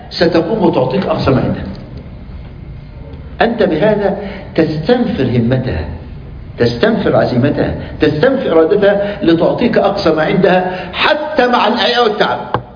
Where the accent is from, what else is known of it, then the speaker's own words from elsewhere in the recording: Egypt; مثل عندنا في مصر من ساب داره قل مقداره.